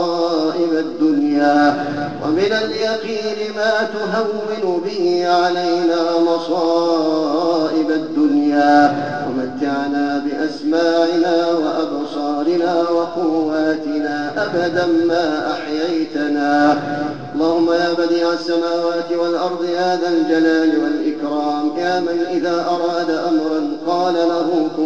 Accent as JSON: {"language": "Arabic", "country": "Egypt", "said": "يا رب واحفظنا في بلدنا مصر، اللهم احفظنا في بلدنا مصر"}